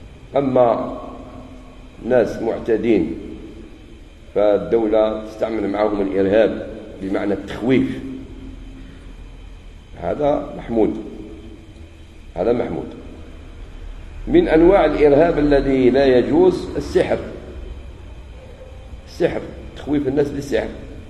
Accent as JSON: {"language": "Arabic", "country": "Algeria", "said": "من الأشياء الجميلة في بلادنا الجزائر عندنا التجنيد الإجباري"}